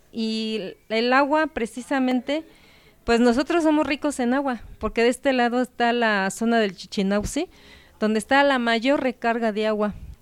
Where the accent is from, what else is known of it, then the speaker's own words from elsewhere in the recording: Santa Cruz Acalpizca, Mexico City, Mexico; Mi pueblo, Santa Cruz Acalpizca, fue el primer pueblo nahuatlaca asentado aquí en esta zona de Xochimilco.